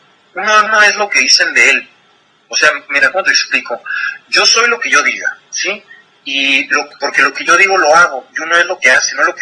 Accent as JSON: {"language": "Spanish", "region": "Chihuahua", "country": "Mexico", "lives_now": "Mexico City, Mexico", "said": "yo soy de Chihuahua, yo vivo en el DF"}